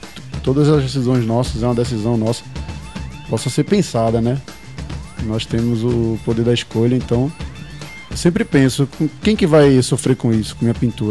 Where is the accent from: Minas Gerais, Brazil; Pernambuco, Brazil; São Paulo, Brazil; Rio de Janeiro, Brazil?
Pernambuco, Brazil; Eu, como um bom pernambucano que sou, eu tenho que pôr um som da gente aqui